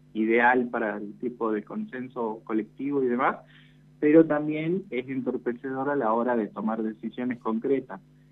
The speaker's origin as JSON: {"language": "Spanish", "town": "San Salvador de Jujuy", "region": "Jujuy", "country": "Argentina", "lives_now": "Tucumán, Argentina", "said": "yo soy nacido en San Salvador de Jujuy, soy jujeño, pero me vine a estudiar a Tucumán por la Universidad Nacional de Tucumán"}